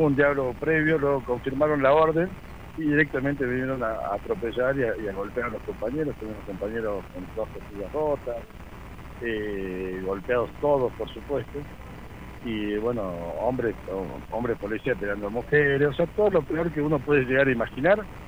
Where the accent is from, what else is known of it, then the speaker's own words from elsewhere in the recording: Bialet Massé, Córdoba, Argentina; de Violet Macé.